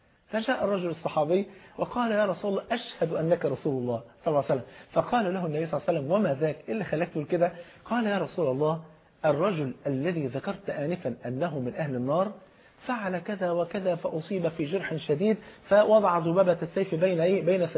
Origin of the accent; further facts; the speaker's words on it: Egypt; المثل عندنا في مصر بيقول اختار الجار قبل الدار